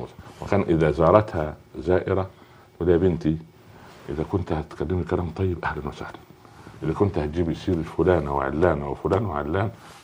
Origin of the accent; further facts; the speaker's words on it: Cairo, Cairo Governorate, Egypt; لانها كانت مضطره عندنا في القاهره